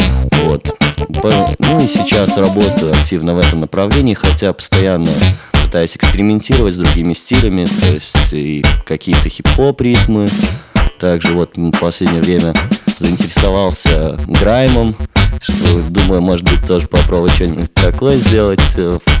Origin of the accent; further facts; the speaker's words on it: Minsk, Belarus; now in Vilnius, Lithuania; сейчас я живу большую часть в Вильнюсе, потому что там учусь, но сам я из Минска, да, это так.